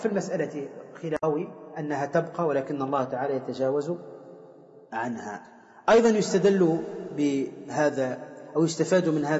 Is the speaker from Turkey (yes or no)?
no; Tunisia; فكما يقال عندنا في تونس قبيح الوجه قبيح الفعل